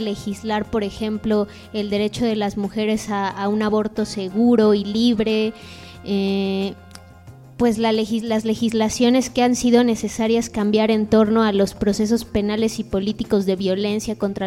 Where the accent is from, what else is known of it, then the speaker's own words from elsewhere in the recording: Mexico; ¿a qué tenemos acceso realmente como mexicanos o como miembros de un país?